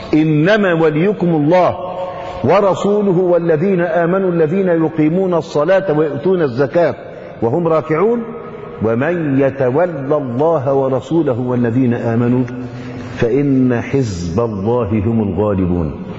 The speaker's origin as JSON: {"language": "Arabic", "country": "Egypt", "said": "المخيط الإبرة الكبيرة بيسموها عندنا في مصر نيبر"}